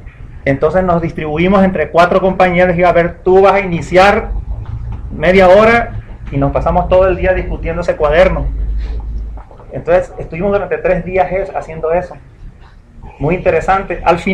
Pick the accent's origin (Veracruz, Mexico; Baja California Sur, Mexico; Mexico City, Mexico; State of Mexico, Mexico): Baja California Sur, Mexico; La Paz; yo vengo del otro extremo de La Paz, Baja California